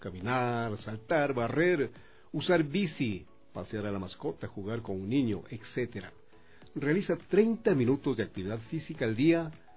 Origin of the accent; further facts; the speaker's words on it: Quito, Pichincha, Ecuador; me recuerdo como buen quiteño, como buen amante de la música nacional.